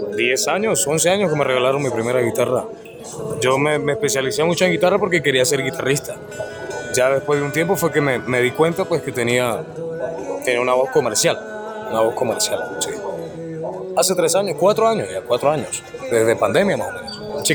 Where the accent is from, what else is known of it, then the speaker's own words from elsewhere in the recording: Bogotá, Colombia; also born or lived in Venezuela; un apodo que ya mucha gente ya me conoce de ahí. Yo soy nacido en Venezuela, soy criado en Bogotá. Hace ya unos 3-4 años, más o menos.